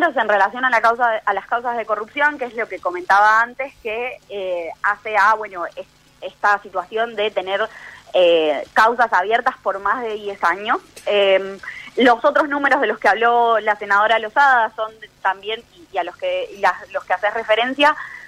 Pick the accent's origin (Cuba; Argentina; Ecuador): Argentina; nosotros como sociedad argentina necesitamos una Corte Suprema confiable